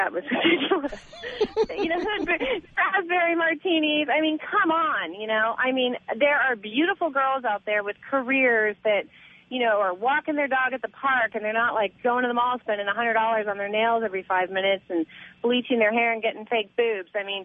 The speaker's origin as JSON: {"language": "English", "town": "Ventura", "region": "California", "country": "United States", "said": "from Ventura."}